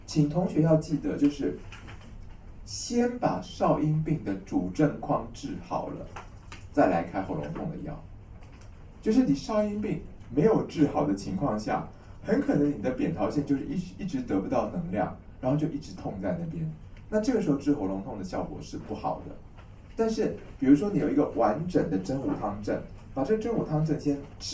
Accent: Taiwan; 就是我们台湾人是非常吴茱萸汤的民族吗

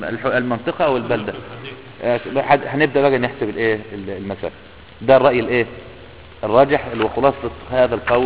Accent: Idfina, Beheira, Egypt; يعني مثلا عندنا قريتنا مثلا اسمها ادفينا، القرية دي كلها معروفة اولها من اخر.

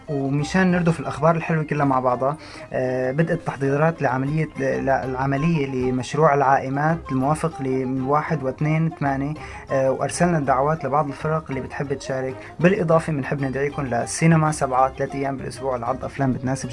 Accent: Syria; هدف التعريف بتاريخ بلدنا سوريا

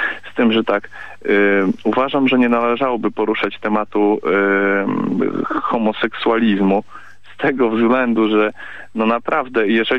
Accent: Białystok, Podlaskie Voivodeship, Poland; ja jestem z Białegostoku i wiadomo, jakie tutaj mamy nastroje, prawda.

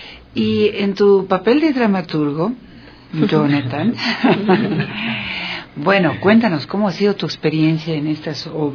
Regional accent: Ecuador; Qué gusto, realmente es muy grato conocerlos y recibirlos acá en mi país y en la Casa de la Cultura Ecuatoriana

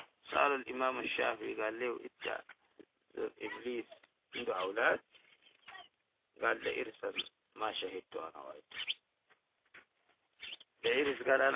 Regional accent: Sudan; دي كلها عندنا لها حاجات كويسة

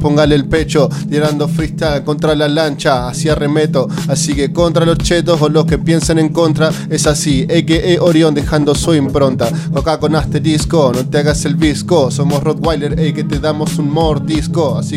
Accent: La Plata, Buenos Aires Province, Argentina; Yo soy de acá de La Plata.

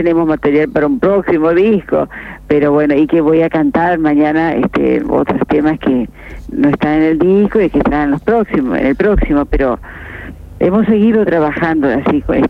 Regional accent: Gualeguaychú, Entre Ríos, Argentina; volver a mis pagos en Entre Ríos, sur Entre Ríos. Yo soy de Gualeguaychú.

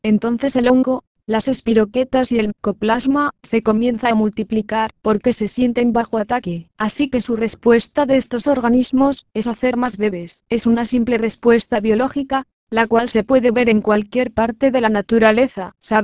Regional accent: Puerto Rico; Una experiencia personal, por lo menos en Puerto Rico, de donde soy, es algo que he notado que no pasaba hace 20 años.

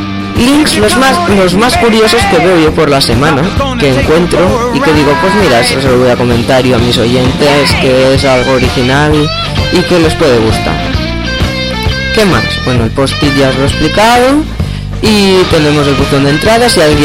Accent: Catalonia, Spain; porque yo, como sabéis, soy de Cataluña y lo estudio en catalán.

